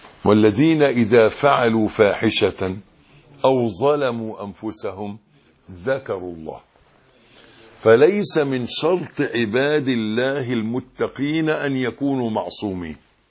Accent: Egypt; يبقى لو حد زي عادتنا كمصريين نحن بيحلفوا بالنبي

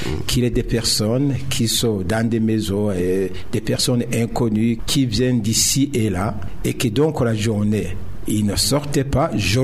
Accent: Burundi; Parce que je suis burundais, je suis les informations.

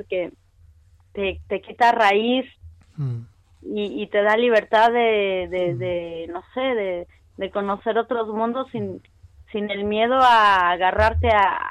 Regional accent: Chile; also born or lived in Mexico; Nacimos en México, yo tengo una hermana melliza y luego nos fuimos con mi mamá y mi papá y mi hermana melliza, nos fuimos a Chile y luego en Chile mis papás se separaron

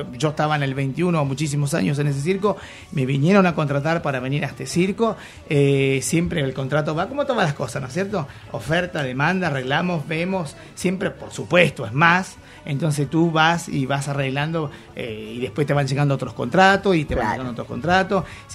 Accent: Chile; El público chileno, a pesar de que nosotros somos chilenos, es exigente.

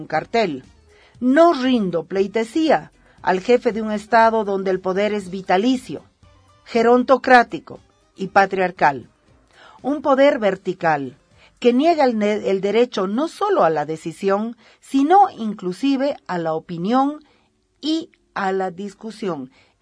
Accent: Bolivia; Si nosotras como bolivianas no tenemos ese derecho

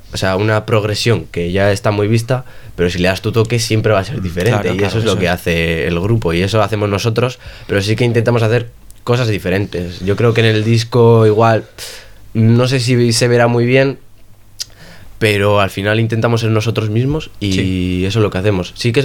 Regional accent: Bilbao, Basque Country, Spain; No, yo soy de Charcoaga

